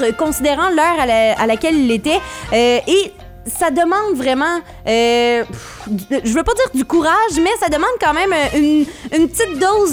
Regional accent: Rouyn-Noranda, Quebec, Canada; now in Montreal, Canada; on vient de Rouyn-Noranda, mais on a déménagé à Montréal

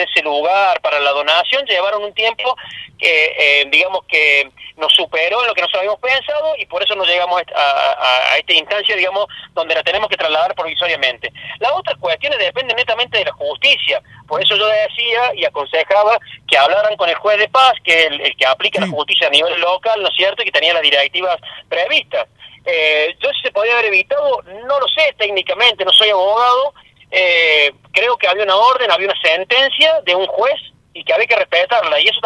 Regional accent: Salsipuedes, Córdoba, Argentina; Nosotros, los nacidos y criados en Salsipuede, la conocemos

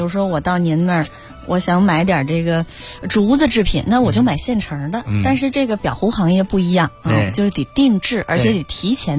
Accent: China; 而是我们中国人对待死亡的一种态度啊

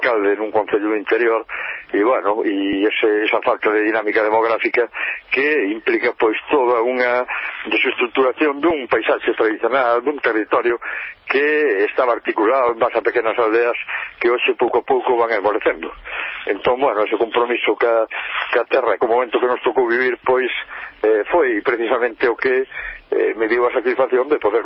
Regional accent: Galicia, Spain; eu aquí na miña terra temos o que é o mosteiro do Seira, que lle chaman o Escorial galego.

